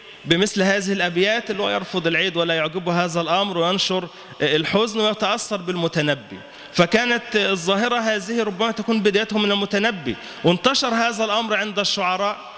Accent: Egypt; المتنبي كان عندنا في مصر

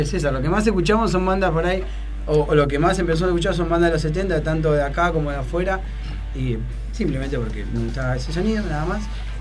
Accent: Berazategui, Buenos Aires Province, Argentina; Y nosotros somos de Berazategui, o sea...

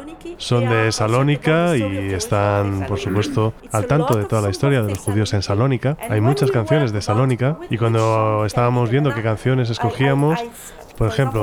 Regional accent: Morocco; also born or lived in Algeria; yo vengo de Marruecos, Argelia, así que he escuchado mucha música y muchas canciones sefardíes de jaquetía

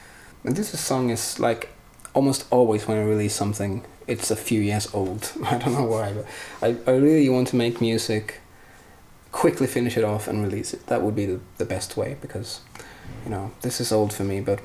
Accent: Sweden; first language Swedish; English is a second language; in English, mostly because it sounds like cliches whatever you write, and of course because it's not my native tongue. But when I wrote this lyric in Swedish, it actually was much easier

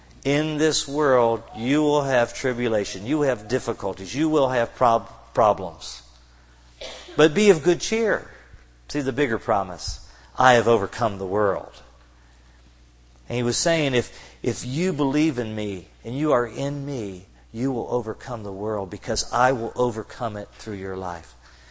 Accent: Kentucky, United States; since I'm from Kentucky, I'm familiar with the battles between the moonshiners and the revenuers.

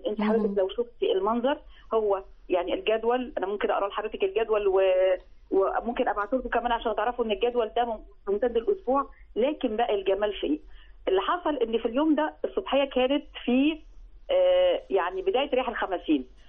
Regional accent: Egypt; أنا خدتها بشكل من أكون كهويتي كمصري

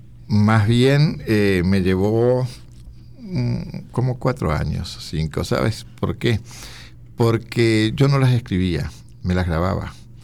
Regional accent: Uruguay; Onetti es un hombre que uno como uruguayo lo conoció con ese vozarrón

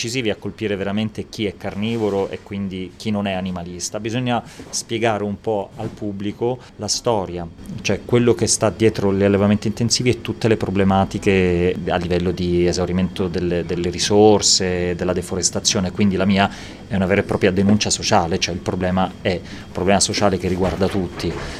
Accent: Palermo, Sicily, Italy; born there; moved away as an adult; io sono appunto nato a Palermo, mi sono trasferito a Milano a 18 anni per l'università, per veterinaria

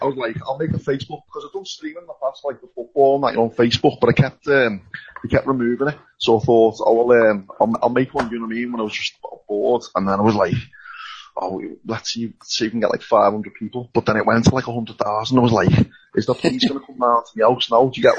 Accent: Liverpool, North West England, United Kingdom; I know I'm from Liverpool myself

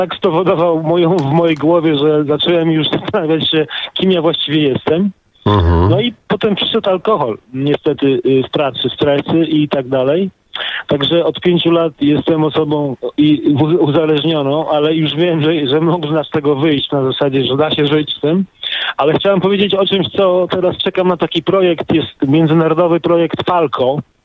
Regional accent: Gdańsk, Pomeranian Voivodeship, Poland; bo ja jestem z Gdańska.

